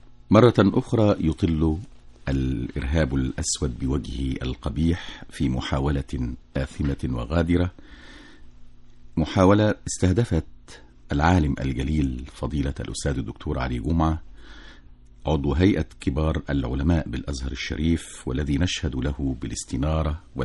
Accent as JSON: {"language": "Arabic", "country": "Egypt", "said": "فنحن غدا جميعا كمصريين نحتفي"}